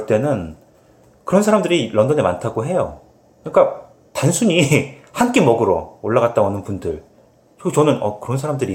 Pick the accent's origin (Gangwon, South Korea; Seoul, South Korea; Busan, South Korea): Seoul, South Korea; 서울에서 태어나서 거기서 뭐 줄곧